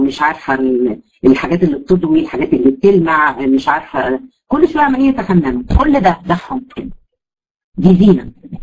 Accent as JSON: {"language": "Arabic", "country": "Egypt", "said": "احنا عندنا في مصر مثلا الفوشيا ده يعتبر لون مخيف جدا للنظر"}